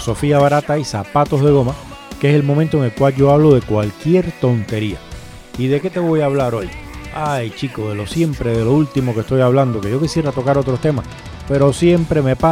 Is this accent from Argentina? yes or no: no; Cuba; me dice la mujer que si yo soy cubano, yo le digo que sí.